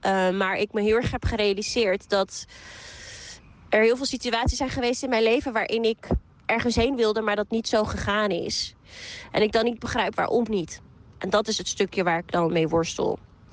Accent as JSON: {"language": "Dutch", "town": "Amsterdam", "region": "North Holland", "country": "Netherlands", "said": "Ik ben 25 jaar en ik kom uit Amsterdam."}